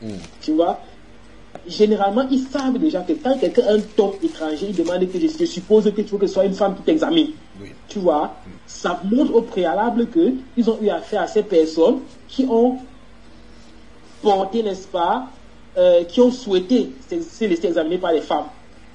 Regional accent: Cameroon; J'ai grandi au Cameroun.

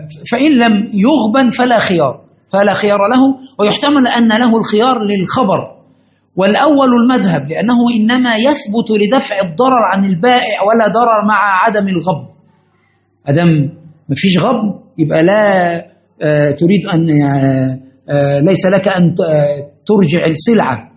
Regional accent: Egypt; ده مشكلة عندنا في مصر في كل زمان ومكان

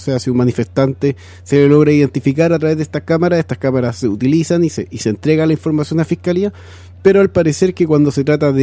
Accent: Chile; nosotros como chilenos tenemos el derecho a saber

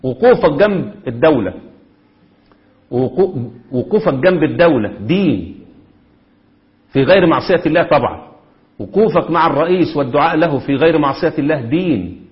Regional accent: Egypt; هو اللي بيحصل عندنا في مصر في ايام الثورات وما قبلها بالضبط

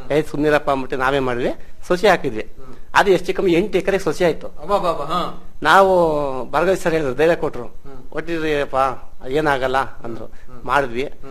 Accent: Gonibeedu, Karnataka, India; ನಮ್ದು ಗೋಣಿಬೀಡು ನಮ್ಮೂರು, ನಮ್ಗೆ 2 ಎಕರೆ ಜಮೀನ್ ಇತ್ತು.

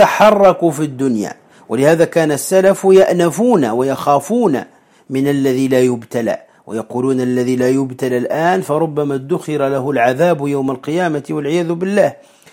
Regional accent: Tunisia; ونسميه عندنا في تونس الزقوقو

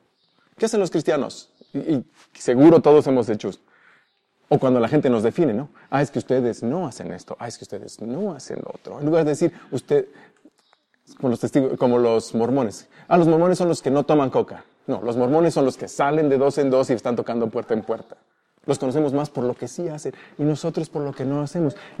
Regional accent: Mexico; y más siendo mexicanos, y más siendo, yo creo que presbiterianos

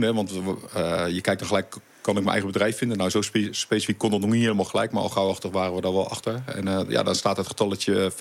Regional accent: Voorschoten, South Holland, Netherlands; born there; now in Leusden, Netherlands; we zitten inderdaad nu in Leusden. Maar ik kom van oorsprong uit Voorschoten vandaan, Zuid-Holland. Daar ben ik geboren op een boerderij.

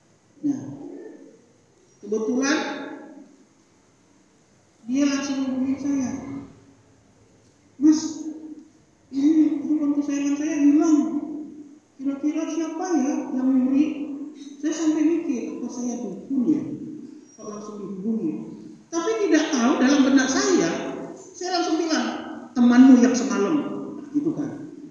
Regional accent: Sumatra, Indonesia; Saya ini dari Sumatera, Pak.

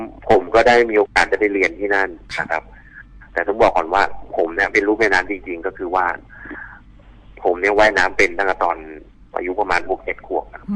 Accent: Nakhon Pathom, Thailand; ตอนนี้ผมอายุ46ละผมเกิดในยุค70ครับก็พอดีผมเป็นคนที่พื้นเพเป็นคนที่จังหวัดนครปฐมนะครับเกิดในเมือง

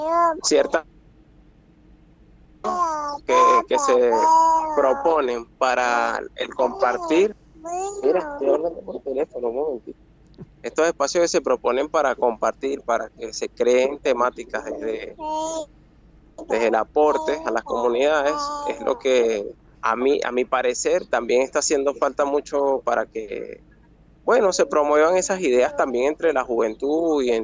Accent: Venezuela; also born or lived in Buenos Aires; now in Argentina; yo tengo muy poco tiempo viviendo aquí en el Valle de Punilla. Yo vengo de Venezuela, pero duré años viviendo en Buenos Aires y ahora me encuentro aquí

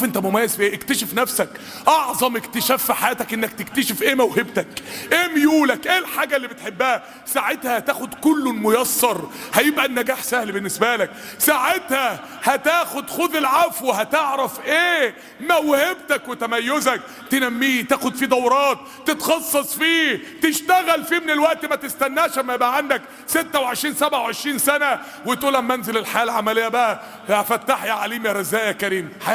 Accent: Egypt; أصلح أحوال بلادنا مصر يا رب العالمين

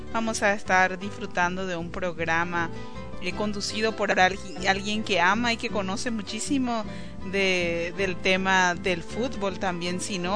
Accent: Paraguay; nuestras visiones también como migrantes paraguayos que estamos aquí

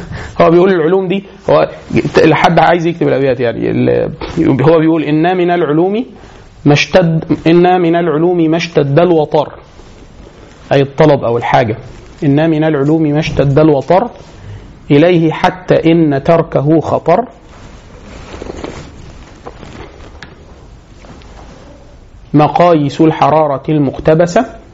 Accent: Egypt; وان كان مش مشهور عندنا في مصر او في المشرق عموما

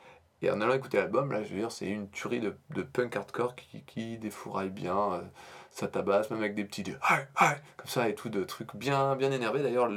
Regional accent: Normandy, France; accent: Norman; et les gens ne pensent pas à notre accent déplorable, nous, pauvres normands.

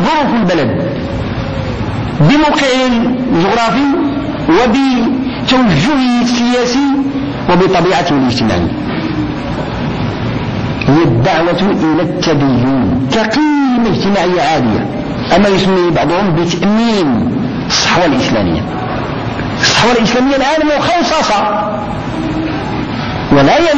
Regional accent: Morocco; كمسلمين أولا وكمغاربة ثانيين.

